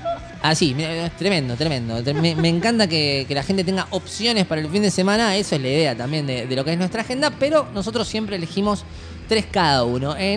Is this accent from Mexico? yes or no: no; Argentina; pero somos todos argentinos.